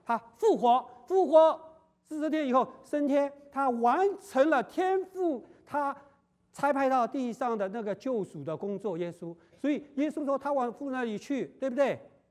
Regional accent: China; 我们中国人常常会不会犯这样的错误？

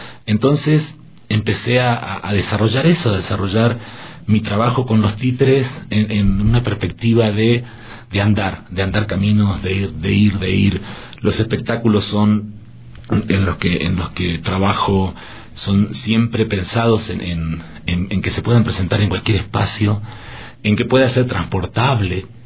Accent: Patagonia, Argentina; yo soy de la Patagonia, pero del norte de la Patagonia

